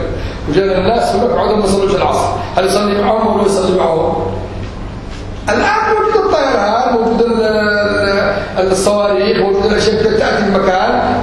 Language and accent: Arabic; Yemen; accent: Yemeni; أنا دائما أتكلم باللهجة اليمنية غالبا تغلب علي اللهجة اليمنية